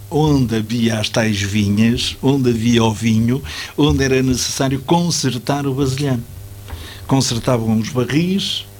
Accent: Alcobaça, Leiria, Portugal; born there; Eu fui lá batizado, nasci acidentalmente em Alcobaça, porque o meu pai era tanoeiro e comprou-me, como eu costumo dizer, na Vindima.

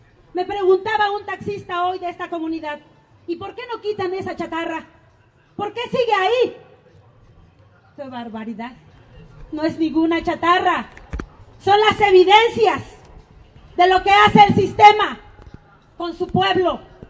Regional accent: Mexico; Porque tenemos problemas al no creer como mexicanos que las reformas estructurales nos deberán a dañar.

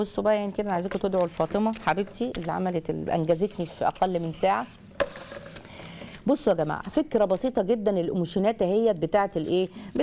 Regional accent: Egypt; الموقف ده مثلا لو كان عندنا في مصر ولا كده كانت هتبقى كارثة

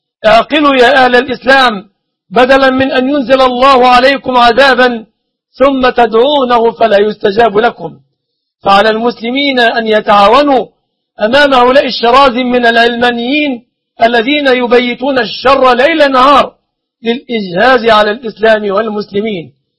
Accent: Egypt; أسأل الله سبحانه وتعالى أن يحفظ بلادنا مصر وبلاد

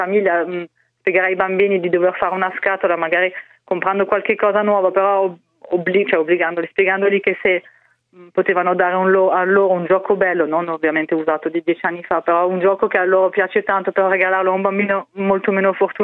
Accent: Strasbourg, Grand Est, France; nella mia città, Strasburgo, io sono dell'Alsazia

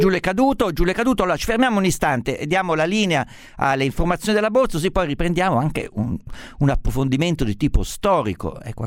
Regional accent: Umbria, Italy; Io sono umbro

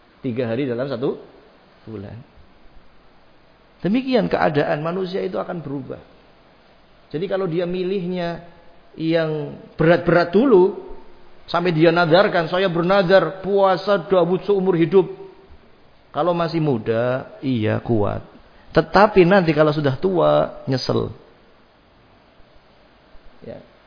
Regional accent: Java, Indonesia; Antum ridho, antum orang Jawa, saya orang Jawa.

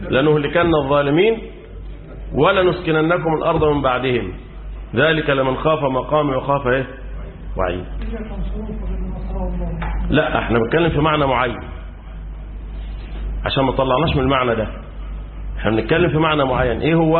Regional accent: Egypt; وده اللي حصل عندنا في مصر

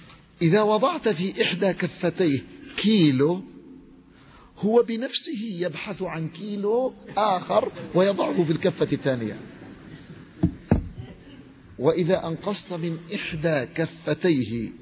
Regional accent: Yemen; حصل حادث مؤلم في بلادي اليمن.

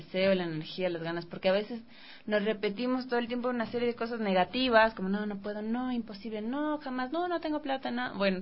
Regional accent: Ecuador; a nosotros como occidentales, ecuatorianos, X, nos chocan un montón

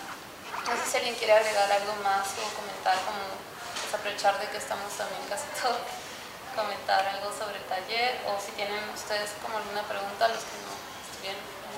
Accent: Peru; moved away as an adult; yo nací en Perú, viví allí hasta los 21 años, estudié allí artes visuales en la Universidad Católica de Perú.

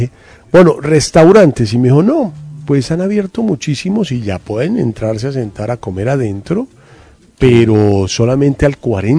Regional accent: Bogotá, Colombia; que somos sus bogotanos

